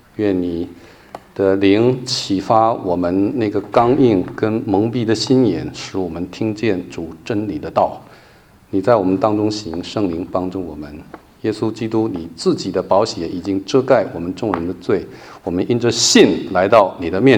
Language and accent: Chinese; Taiwan; born there; 像我就是山东第2代台湾生的山东人，冒牌的啊。我说我是山东人，但我从来没有去过山东啊。